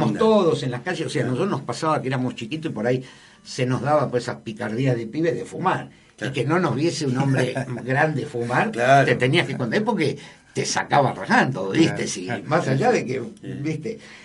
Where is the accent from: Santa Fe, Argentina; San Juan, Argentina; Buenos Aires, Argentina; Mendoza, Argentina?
Buenos Aires, Argentina; yo me crié en Barraca y La Boca. Mi barrio es Barraca y La Boca, o sea, estuve muchos años en Barraca y La Boca.